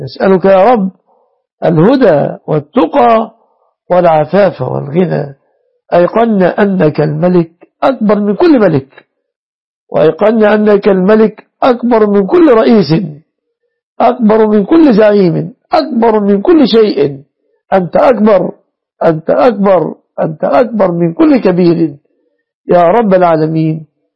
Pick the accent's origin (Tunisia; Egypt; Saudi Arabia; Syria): Egypt; احفظنا واحفظ بلادنا مصر وسائر بلاد المسلمين